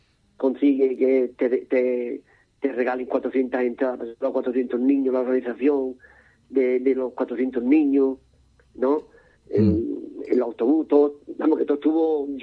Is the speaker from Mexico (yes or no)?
no; Cádiz, Andalusia, Spain; la soy aquí de Cádiz